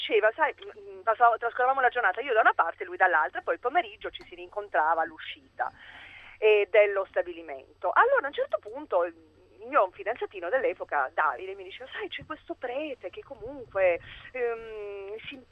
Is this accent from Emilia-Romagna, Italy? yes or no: no; Trieste, Friuli-Venezia Giulia, Italy; Ho fatto le scuole a Trieste, quindi sono triestina di origini